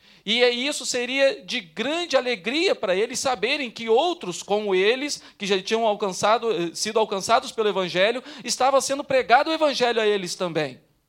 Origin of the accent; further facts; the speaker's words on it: Rio de Janeiro, Brazil; accent: carioca (lost); now in Barra de São Francisco, Brazil; eu sou natural do Rio de Janeiro, mas vivo há muitos anos no estado do Espírito Santo, e alguns até falam assim, nem parece que você é carioca, porque nem tem sotaque.